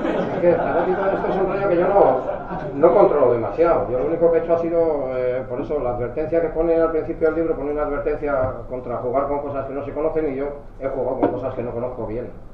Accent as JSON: {"language": "Spanish", "region": "Galicia", "country": "Spain", "tie": "born there", "said": "aunque soy gallego de nacimiento, lo veo un poco desde el punto de vista vasco."}